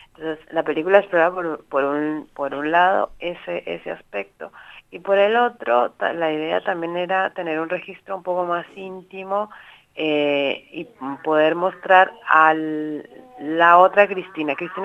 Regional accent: Colombia; now in Buenos Aires, Argentina; Yo soy colombiana, yo recién había llegado de Colombia

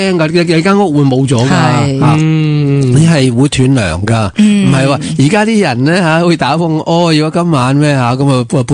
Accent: Hong Kong; 我哋香港人系唔觉呢啲嘢噶，即系唔杀到埋嚟吓

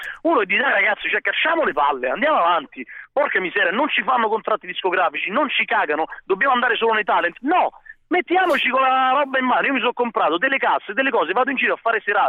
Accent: Fondi, Lazio, Italy; Da Fondi, in provincia di Latina, te l'ho già detto.

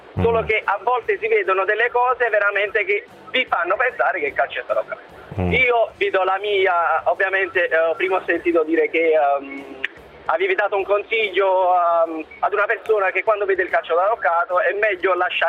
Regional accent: Naples, Campania, Italy; Io sono di Napoli

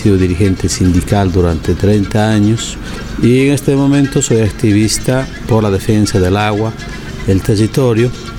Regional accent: Cochabamba, Bolivia; Yo soy un poblador de Cochabamba, un lugar que está al centro de Bolivia, en Sudamérica.

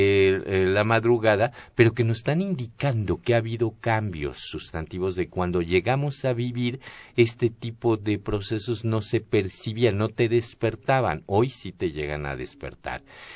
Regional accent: Mexico; eso somos los mexicanos, ¿no?

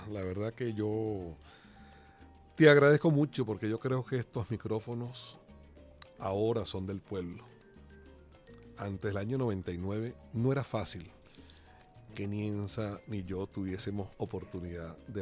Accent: Venezuela; yo como venezolano, cuando oí la noticia, no sé, mi ego está como elevado.

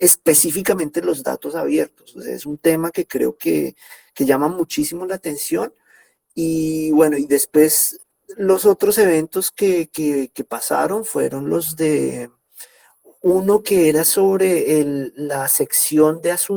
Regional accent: Colombia; A mí incluso me preguntaron que como colombiano, cómo veía la política de repositorios de datos abiertos en Colombia.

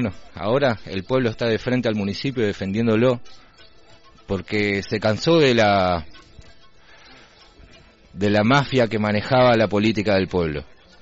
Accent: Rawson, Chubut, Argentina; now in El Hoyo, Argentina; En otros lugares, yo vengo de Rawson.

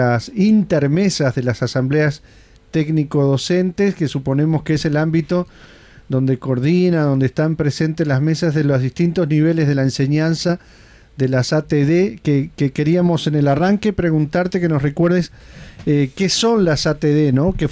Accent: Montevideo, Uruguay; En Flor de Maroña, mirá, justo los dos que estamos acá en el estudio.

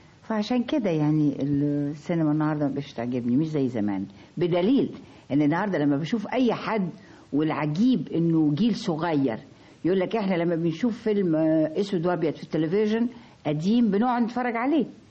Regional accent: Egypt; ادبنا كشرقيين كمصريين

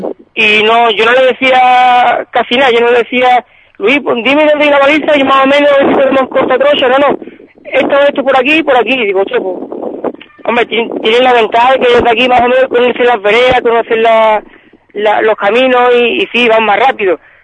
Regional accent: Ubrique, Andalusia, Spain; Digo, Ubrique, yo soy de Ubrique, un poco sé hacerlo.

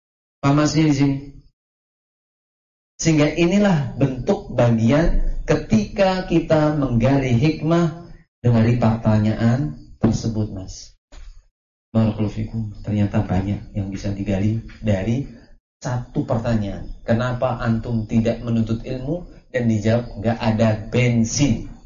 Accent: Java, Indonesia; Tapi tabiatnya kita orang Jawa itu enggak akan seperti itu.

